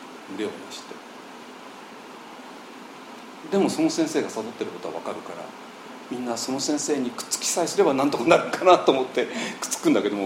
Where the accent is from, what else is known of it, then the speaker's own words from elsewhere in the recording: Tokyo, Japan; 東京で生まれちゃったんですよ。私は東京のオタクで生まれたんですけどね。